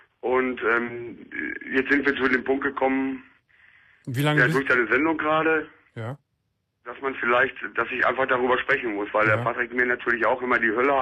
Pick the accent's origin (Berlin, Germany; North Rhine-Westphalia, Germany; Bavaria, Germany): North Rhine-Westphalia, Germany; ich komme halt aus dem Ruhrgebiet.